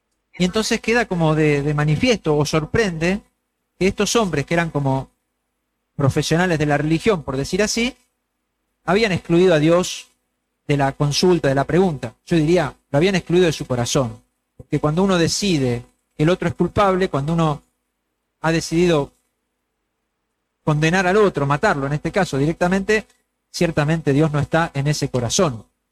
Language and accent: Spanish; Argentina; a nosotros los argentinos más todavía, porque todos sabemos que somos un pueblo frágil